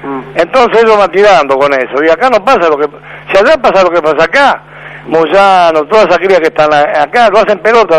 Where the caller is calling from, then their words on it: Almagro, Buenos Aires, Argentina; de Almagro.